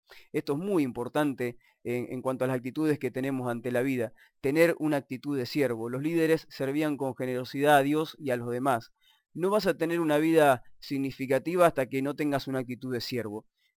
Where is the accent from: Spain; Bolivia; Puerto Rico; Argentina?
Argentina; yo como por soy argentino lo digo, ¿no?